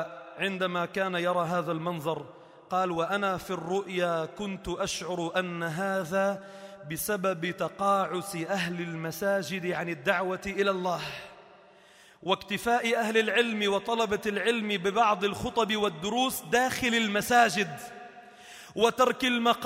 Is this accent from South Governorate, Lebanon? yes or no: yes; Sidon, South Governorate, Lebanon; الحمد لله بدأت تترقى عندنا في صيدا وفي لبنان